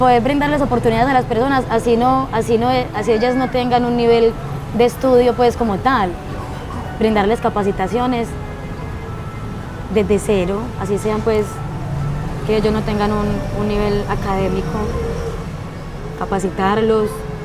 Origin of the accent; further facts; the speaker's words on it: Antioquia, Colombia; also born or lived in Santander; yo soy paisantanderiana. No soy ni paisa, no soy santanderiana, yo estoy entre Santander y entre Antioquia. Entonces, yo soy paisa santandereana y porteña, ribereña.